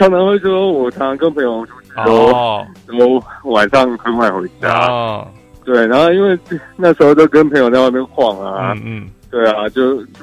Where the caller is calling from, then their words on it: Taipei, Taiwan; 我是台北的